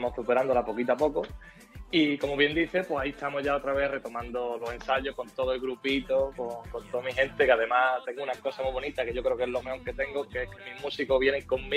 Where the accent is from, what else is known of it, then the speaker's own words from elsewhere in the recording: Álora, Andalusia, Spain; soy de Álora, de Málaga, el pueblecito de aquí de Málaga.